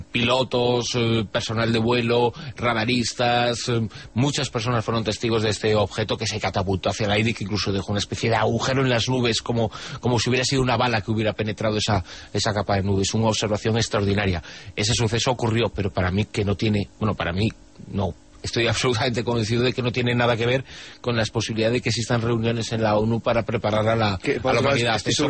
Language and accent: Spanish; Spain; quedé realmente como español muy orgulloso de nuestros compatriotas